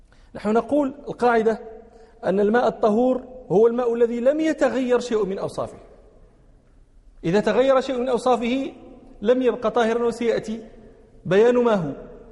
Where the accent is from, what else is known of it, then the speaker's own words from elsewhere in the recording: Morocco; مثاله عندنا في المغرب ماء مولى يعقوب، هذا ماء فيه ريح كبريت